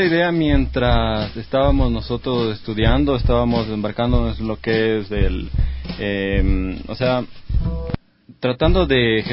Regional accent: Pichincha, Ecuador; como somos del Valle de los Chillos

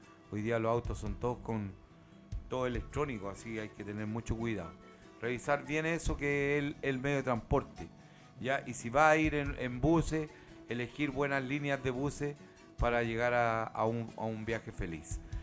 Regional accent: Chile; somos chilenos. Eso no se olvide nunca. Nacimos en una tierra que Alonso y Arcilla le llamó una larga angosta faja de tierra

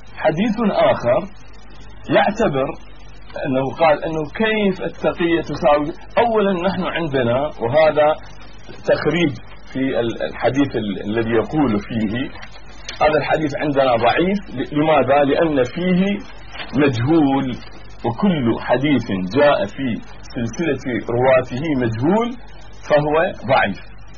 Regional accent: Iraq; بس كما عندنا في العراق دائما

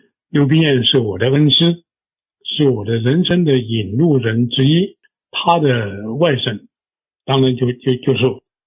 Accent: China; 我们的身为中国人是很不幸的，非常不幸。我常常觉得身为49年之后的中国人

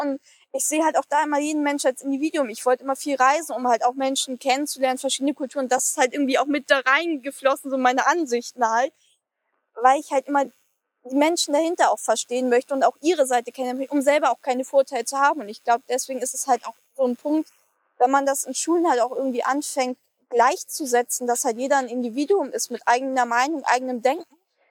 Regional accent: Hamburg, Germany; Und ich bin ja selber auch in Hamburg groß geworden.

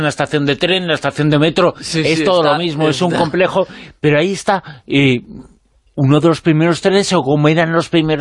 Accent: Zaragoza, Aragon, Spain; yo vengo de Zaragoza, en Zaragoza hay muchísimas, ha habido muchísimas

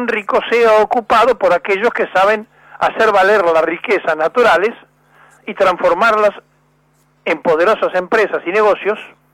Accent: Buenos Aires, Argentina; de hecho nací en la capital, soy porteño

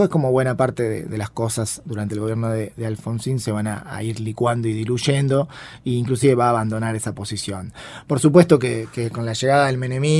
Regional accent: Argentina; lo amistoso que éramos, lo que somos los argentinos y las argentinas.

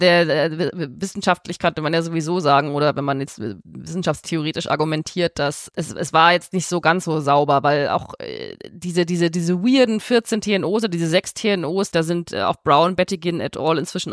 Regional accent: Bavaria, Germany; Als Fränkin stimme ich für Fei.

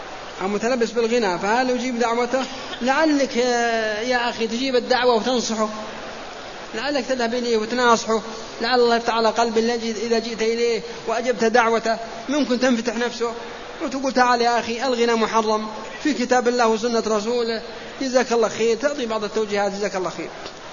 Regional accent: Saudi Arabia; نحن وحنا سعوديين الآن

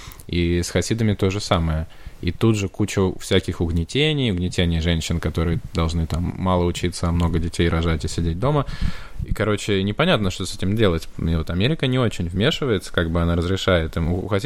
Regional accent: Kursk, Kursk Oblast, Russia; now in United States; когда я родился в Курске и жил на Волокно, и меня там били гопники каждый день на остановке

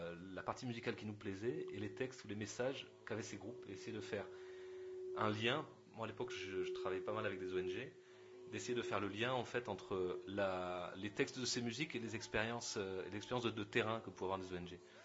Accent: Perpignan, Occitanie, France; Non, en fait, même pas, je suis de Perpignan, ouais.

